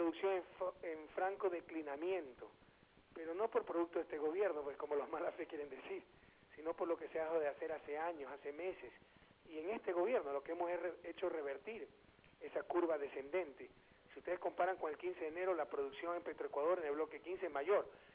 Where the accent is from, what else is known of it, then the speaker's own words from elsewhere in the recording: Guayaquil, Guayas, Ecuador; Y de noche llegamos de nuevo a Guayaquil y hemos pasado toda la semana en mi ciudad natal con motivo de sus fiestas